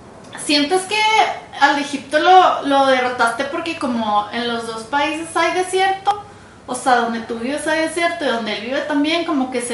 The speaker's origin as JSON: {"language": "Spanish", "region": "Chihuahua", "country": "Mexico", "said": "yo también soy de Chihuahua, no de Parral. Porque ahí sí son bien poquitos, pero yo soy más de Chihuahua, Chihuahua."}